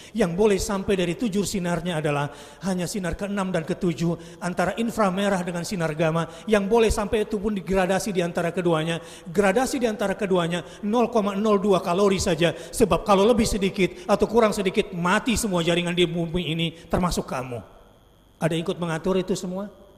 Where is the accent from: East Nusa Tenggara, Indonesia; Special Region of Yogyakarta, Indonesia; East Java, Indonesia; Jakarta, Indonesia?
Jakarta, Indonesia; Saya orang Jakarta